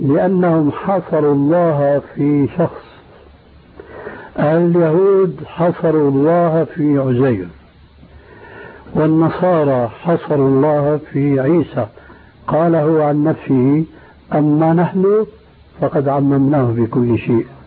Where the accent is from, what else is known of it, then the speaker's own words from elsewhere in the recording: Syria; لكن النوبات مستعملة عندنا في سوريا